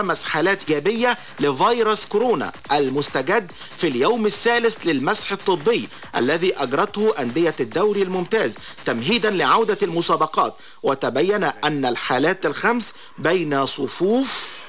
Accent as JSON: {"language": "Arabic", "town": "Alexandria", "region": "Alexandria Governorate", "country": "Egypt", "said": "تبين وجود حالة عندنا في اسكندرية"}